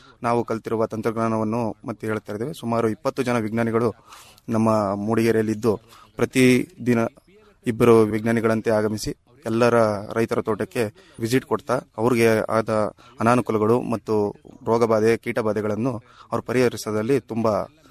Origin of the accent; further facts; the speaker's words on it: Tumakuru, Karnataka, India; ನಾನು ಮೂಲತಃ ತುಮಕೂರಿಂದ ಬಂದಿದ್ದೀನಿ.